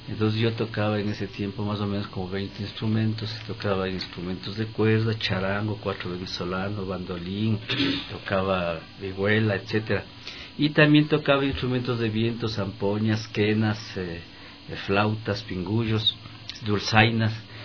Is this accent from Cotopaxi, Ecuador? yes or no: yes; Latacunga, Cotopaxi, Ecuador; Yo vengo cantando desde muy pequeñito, yo soy de la Tacunga, y aprendí a cantar lustrando zapatos y vendiendo diarios.